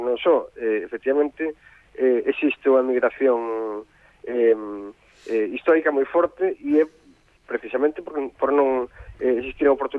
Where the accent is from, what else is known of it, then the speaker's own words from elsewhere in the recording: Galicia, Spain; queremos vivir como, como galegos e actuar como galegos e ser galegos simplemente